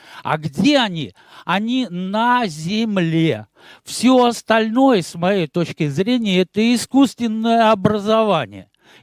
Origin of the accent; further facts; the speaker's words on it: Arzamas, Nizhny Novgorod Oblast, Russia; born there; я родился в Арзамасе